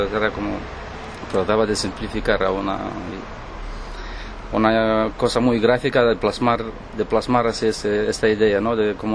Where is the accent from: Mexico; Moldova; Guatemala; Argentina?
Moldova; Spanish is a second language; De Moldavia.